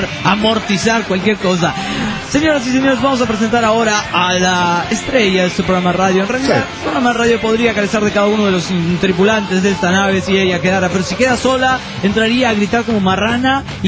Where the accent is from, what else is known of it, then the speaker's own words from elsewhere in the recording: Tarija, Bolivia; ¡Hey, hola! ¿Cómo están? Soy de Tarija, Bolivia.